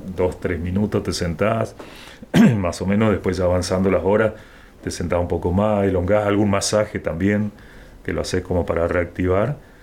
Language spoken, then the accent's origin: Spanish; San Ignacio, Misiones, Argentina; qué más quisiera en mi pueblo, en San Ignacio, tener una pista.